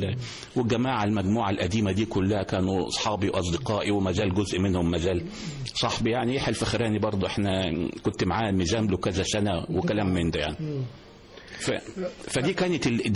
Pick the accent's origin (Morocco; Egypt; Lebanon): Egypt; moved away as an adult; now in United Kingdom; أنا متابع مصري لمصر كويس جدا، لأن أنا باجي مصر تقريبا يمكن مرة كل شهر أو مرة كل شهرين، بقعد فترة صغيرة.